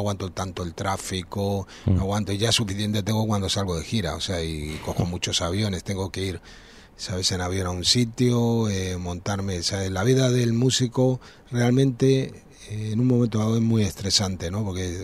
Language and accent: Spanish; Argentina; also born or lived in Madrid, Spain / Venezuela / United States; now in Ibiza, Spain; yo nací en Madrid y de pequeño me llevaron a Latinoamérica, ¿no? A Argentina, y después viví en Venezuela, pero... Ya te digo, viví en Mar del Plata, Buenos Aires, en Caracas, he vivido en Nashville, en Los Ángeles